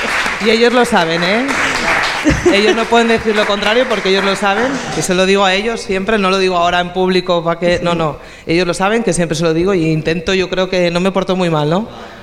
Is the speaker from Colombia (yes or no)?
no; Barcelona, Catalonia, Spain; yo nací en Barcelona y viví allí.